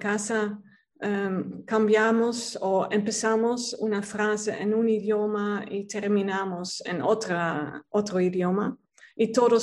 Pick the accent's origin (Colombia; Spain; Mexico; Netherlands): Netherlands; Spanish is a second language; also born or lived in Peru / Bolivia; now in Switzerland; o por ejemplo en Holanda, donde crecí, yo soy holandesa de padres común y corriente holandeses.